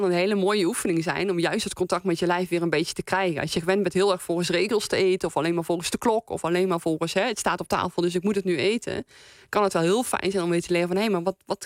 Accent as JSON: {"language": "Dutch", "region": "North Brabant", "country": "Netherlands", "lives_now": "The Hague, Netherlands", "said": "Ik kom uit Brabant. Ik woon al jaren in Den Haag."}